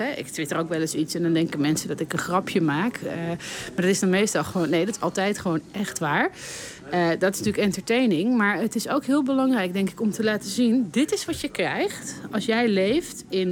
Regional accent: Amsterdam, North Holland, Netherlands; Ik hou echt van Amsterdam. Ik ben hier geboren in Amsterdam-Oost. Ik woon daar nog steeds.

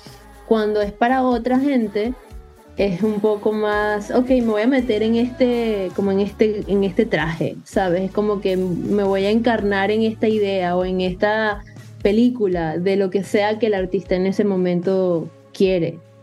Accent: Venezuela; now in United States; Luego me mudé del país, me fui de Venezuela a Estados Unidos y en Estados Unidos comencé a ver clases de música también.

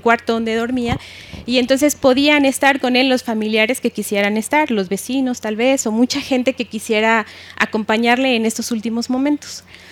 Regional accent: Mexico; nosotros como mexicanos

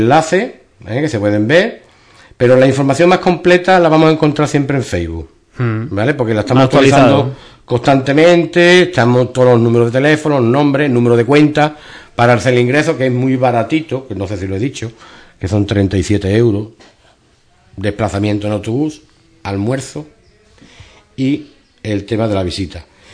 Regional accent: Ubrique, Andalusia, Spain; si soy de Ubrique y queréis contactar con alguien más cercano

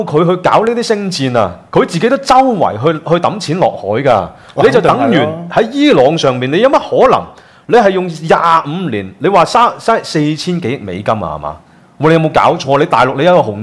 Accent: Hong Kong; 其实我们香港人好像不用跟他这样去硬碰

